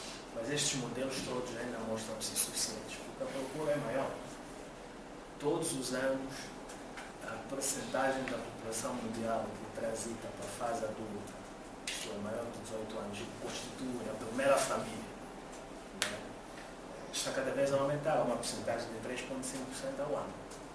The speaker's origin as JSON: {"language": "Portuguese", "country": "Mozambique", "said": "Até já estão a invadir o mercado na África Austral, em Moçambique, de onde eu venho."}